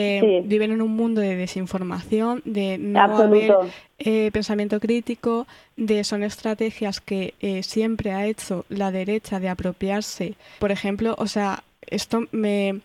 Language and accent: Spanish; Valencian Community, Spain; es mi pueblo también porque soy valenciana, o sea, yo he nacido ahí.